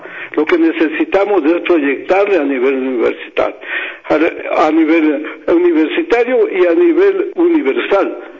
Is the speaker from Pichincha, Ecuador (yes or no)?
yes; Quito, Pichincha, Ecuador; Como quiteño y conocedor de la guitarra quiteña, voy a hacer un homenaje a Quito